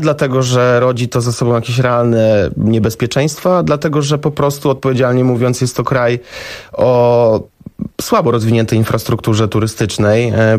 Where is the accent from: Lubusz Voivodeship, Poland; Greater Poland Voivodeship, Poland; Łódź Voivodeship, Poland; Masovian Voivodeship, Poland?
Masovian Voivodeship, Poland; Warsaw; Ja wychowałem się w Warszawie